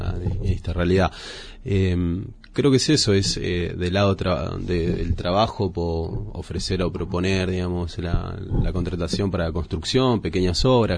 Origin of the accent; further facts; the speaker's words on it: Córdoba, Argentina; now in La Falda, Argentina; Yo soy provinciano de Córdoba, nacido, criado.